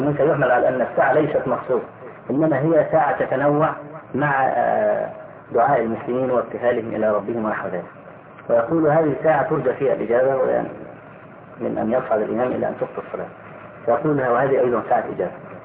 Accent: Egypt; فأخذها بعض الناس عندنا في مصر

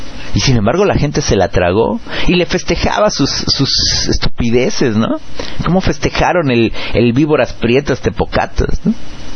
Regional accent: Mexico; nosotros en México nos fuimos de Guatemala para entrar en Guatepeor cuando decidimos la alternancia

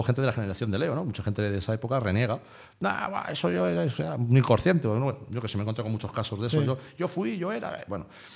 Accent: Madrid, Community of Madrid, Spain; Pero yo es que soy de Vicálvaro, entonces claro, Vicálvaro es uno de los barrios, si no el barrio más heavy que había en Madrid

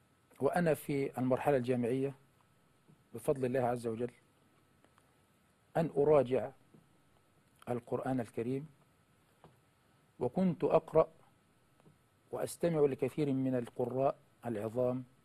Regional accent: Dakahlia, Egypt; بقرية بجوار قريتي تسمى طنبول الكبرى.

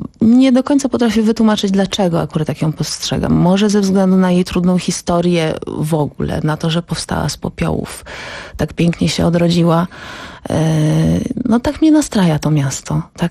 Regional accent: Działdowo, Warmian-Masurian Voivodeship, Poland; now in Warsaw, Poland; teraz jestem z Warszawy. Pochodzę z Działdowa i tam spędziłam pierwszą część, można powiedzieć, dotychczasowego życia. A Warszawa już teraz przekracza ten czas, który spędziłam w Działdowie.

